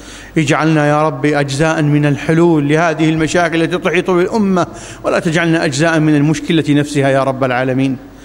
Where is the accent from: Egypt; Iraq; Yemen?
Iraq; اللهم ابسط الأمن والأمان في بلادنا العراق خاصة